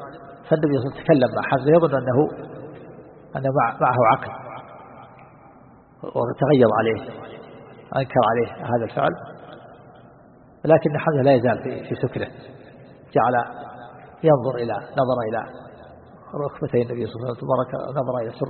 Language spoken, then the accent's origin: Arabic; Najd, Saudi Arabia; عندنا في نجد الآن يجعل بين الخشب الجريد